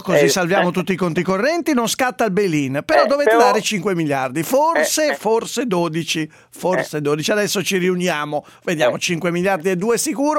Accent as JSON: {"language": "Italian", "town": "Sesto San Giovanni", "region": "Lombardy", "country": "Italy", "tie": "born or raised there", "said": "la mia città natale, Sesto San Giovanni"}